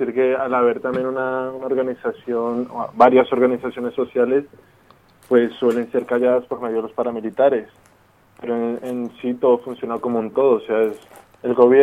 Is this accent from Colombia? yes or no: yes; Colombia; now in Spain; yo vine de Colombia hace poco más de 10 años, precisamente huyendo por un poco la guerra que asola. Y en concreto en esta parte de Colombia, en el páramo, en el que hay una fuerte militarización